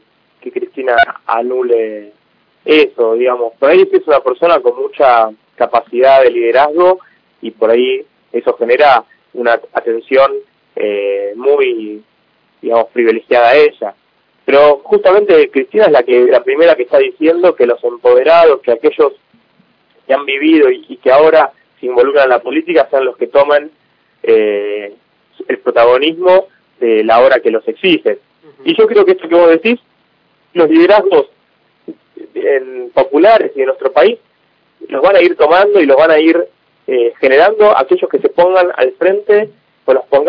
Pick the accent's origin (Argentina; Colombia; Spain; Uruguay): Argentina; muchos de nosotros como argentinos queremos, digamos, yo me considero hijo del 2001, era muy chico del 2001 y teníamos ese país